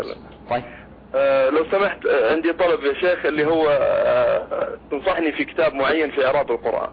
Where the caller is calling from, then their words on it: Abha, Asir, Saudi Arabia; أنا شيخ من أبها